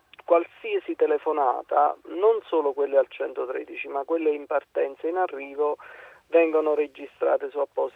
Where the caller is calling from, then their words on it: Salerno, Campania, Italy; Comunque siamo da Salerno, non siamo da Torino.